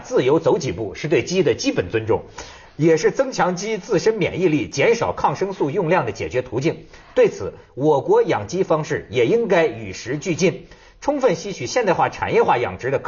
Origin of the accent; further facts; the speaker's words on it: China; 我们中国人民呢、陷入了一个就是困境